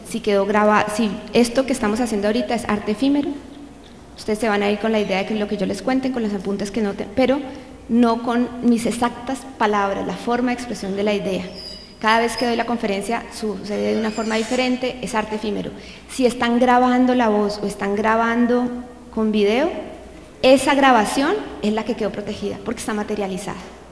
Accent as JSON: {"language": "Spanish", "country": "Colombia", "said": "Yo soy abogada colombiana"}